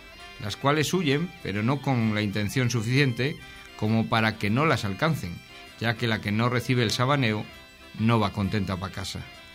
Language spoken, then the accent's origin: Spanish; Luarca, Asturias, Spain; eso lo aprendí en Luarca, donde nací.